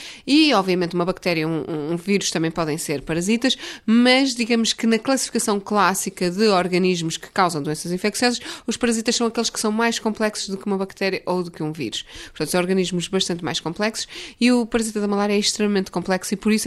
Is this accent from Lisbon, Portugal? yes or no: no; Vila Nova de Gaia, Porto, Portugal; Sou originalmente de Vila Nova de Gaia, junto ao Porto.